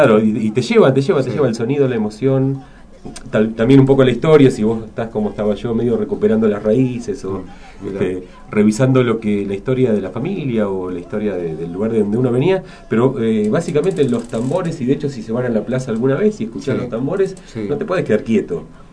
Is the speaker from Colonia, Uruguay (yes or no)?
yes; Colonia, Uruguay; born there; Hay un pueblo cerca de Colonia, yo nací en Colonia